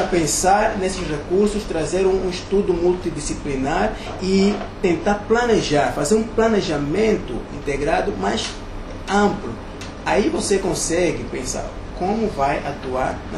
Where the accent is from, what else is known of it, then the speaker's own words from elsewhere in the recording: Huambo, Angola; eu sou do AMBO, e o AMBO, ele tinha uma grande oportunidade de ser muito